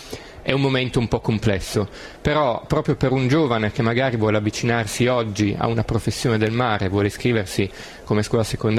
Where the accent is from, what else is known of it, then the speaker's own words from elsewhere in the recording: Turin, Piedmont, Italy; now in Genoa, Italy; Io sono torinese e mi sono trasferito qua a Genova